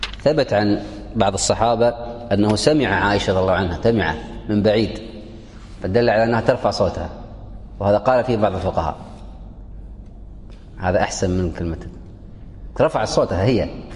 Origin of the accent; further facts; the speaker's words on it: Kuwait; في السابق عندنا في الكويت يلبسون أخضر بس هذه انقرضت الآن